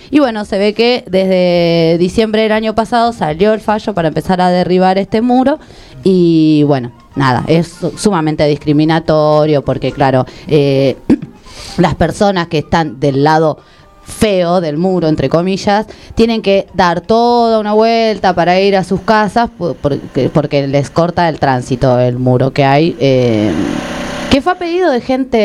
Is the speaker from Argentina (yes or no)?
yes; San Isidro, Buenos Aires Province, Argentina; lamentablemente fue en mi distrito, de donde yo vengo, de mis pagos allá de San Isidro